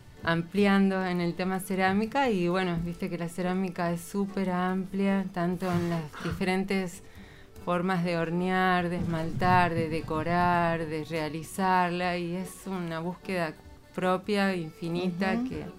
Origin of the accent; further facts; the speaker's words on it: Santa María, Catamarca, Argentina; born there; yo nací en Santa María, pero... no soy santamariana, o sea, uh-huh. mi papá es peruano, mi mamá uh-huh. era cordobesa, y a su claro. vez tengo abuelas que vienen de italiana